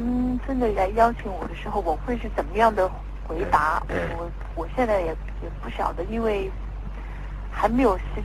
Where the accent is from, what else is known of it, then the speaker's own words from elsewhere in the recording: Taiwan; 那么我是台湾生长的，